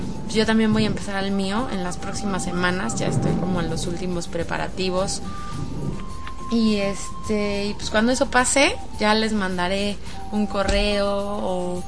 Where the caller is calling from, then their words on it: Mexico City, Mexico; de la Ciudad de México.